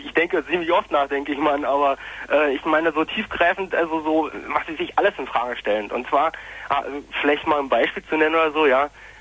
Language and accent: German; Eisenhüttenstadt, Brandenburg, Germany; moved away as an adult; now in Berlin, Germany; Ja, ich komme aus Eisenhüttenstadt.